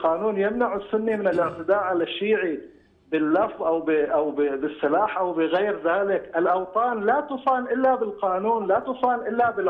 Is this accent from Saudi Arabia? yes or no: yes; Saudi Arabia; نحن كسعوديين نستطيع حل مشكلاتنا فيما بيننا